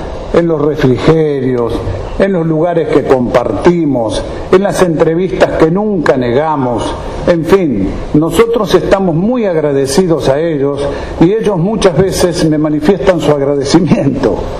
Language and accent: Spanish; Santa Fe, Argentina; born there; somos de Santa Fe, estamos en Santa Fe, yo nací en Santa Fe, es una hermosísima ciudad Santa Fe, provincia Santa Fe.